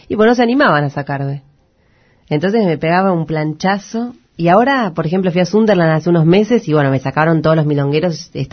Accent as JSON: {"language": "Spanish", "town": "La Boca", "region": "Buenos Aires", "country": "Argentina", "tie": "born or raised there", "said": "yo soy de La Boca, me crié en La Boca"}